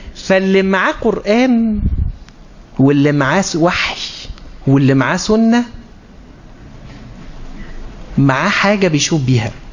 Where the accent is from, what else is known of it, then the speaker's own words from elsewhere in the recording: Egypt; بمعنى عندنا في مصر بيقولوا ايه، الترتيب للشغل ها اهم من الشغل